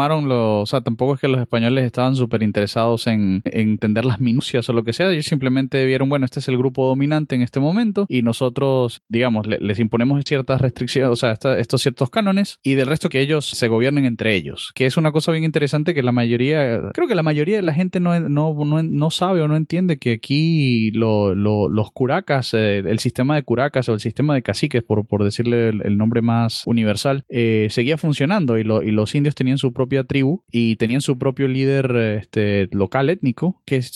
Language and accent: Spanish; Venezuela; also born or lived in United States; now in Peru; yo como extranjero noté inmediatamente de Perú. Yo vengo originalmente de Venezuela, que nominalmente es un país católico. Y luego de Venezuela viví en Estados Unidos y de Estados Unidos me mudé para acá.